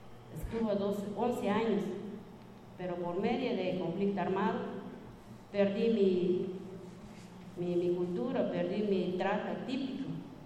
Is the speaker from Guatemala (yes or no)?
yes; Guatemala; Yo soy una mujer sobreviviente de Guatemala. Yo soy guatemalteca.